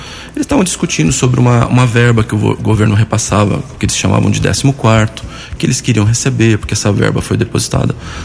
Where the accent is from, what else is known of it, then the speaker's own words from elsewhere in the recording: São Paulo, Brazil; now in Arceburgo, Brazil; Eu sou natural de São Paulo, capital. Me mudei para o interior há 10 anos